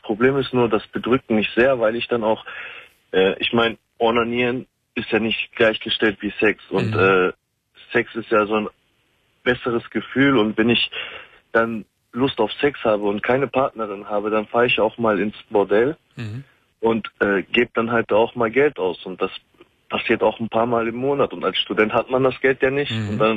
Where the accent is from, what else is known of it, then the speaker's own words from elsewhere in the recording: North Rhine-Westphalia, Germany; Ich komme aus Nordrhein-Westfalen und habe mal in Sachsen studiert